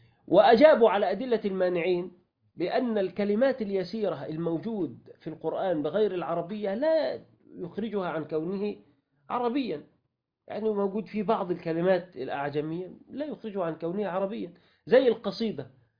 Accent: Sharqia Governorate, Egypt; يعني جماعة الصعيدة مثلا أو عندنا في الشرقية يقولوا لسانه تعود

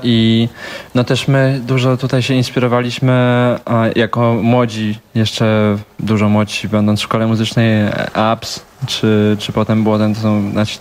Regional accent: Bielsko-Biała, Silesian Voivodeship, Poland; I się okazało, że jesteśmy z Bielska Białej.

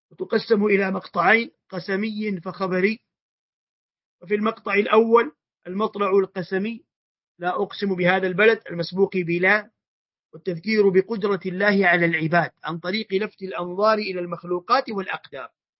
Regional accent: Hijaz, Saudi Arabia; accent: Hijazi; دسه أي أخفه بالعامية عندنا في الحجاز وربما في مناطق أخرى،

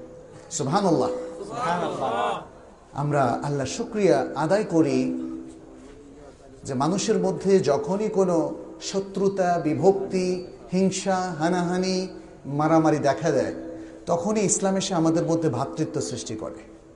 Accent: Sonaimuri, Chittagong Division, Bangladesh; born there; আমার জন্ম গ্রামেই হয়েছিল, এই নোয়াখালীরই সোনাইমুড়ি, আমাদের বাড়ির নাম ছিল মৌলবী ইব্রাহিম সাহেবের বাড়ি সেখানে, ফলে আমি কিন্তু আমার জন্মস্থানের কাছেই চলে এসেছি

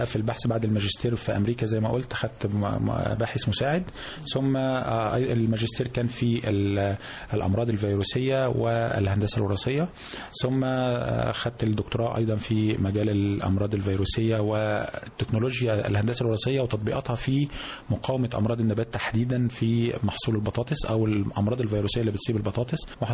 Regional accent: Giza Governorate, Egypt; أنا أصلا أجدادي من المنوفية، لكن أنا ولدت في محافظة الجيزة، والدي ووالدتي من برضو عايشين طول عمرهم في الجيزة، طول عمرنا متربين في الجيزة من يوم ما اتولدت منذ ولادتي وحتى الآن.

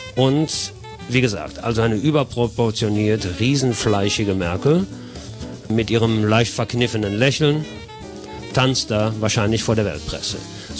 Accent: Germany; die wissen, ich bin Deutscher

